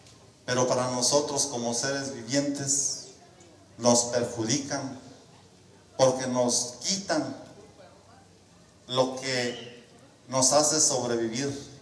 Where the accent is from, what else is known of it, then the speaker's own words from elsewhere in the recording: Cherán, Michoacán, Mexico; Nosotros como cheranenses hemos sido ejemplo a nivel naci